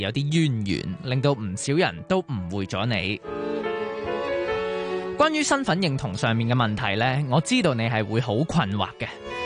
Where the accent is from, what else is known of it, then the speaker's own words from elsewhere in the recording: Hong Kong; 我嘅官籍喺南海，但我喺香港出生，香港生活。咁到底我系南海人定香港人呢？